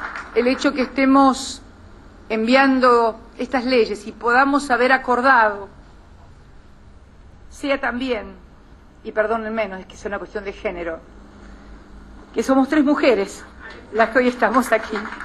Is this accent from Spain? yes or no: no; Argentina; creo que estamos ayudándonos a nosotros, como argentinos, a ser una sociedad más justa